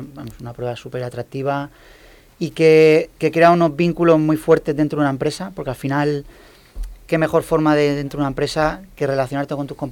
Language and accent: Spanish; Elche, Valencian Community, Spain; also born or lived in Murcia; Porque yo soy de Elche, pero me fui por trabajo a Murcia y ahora he vuelto.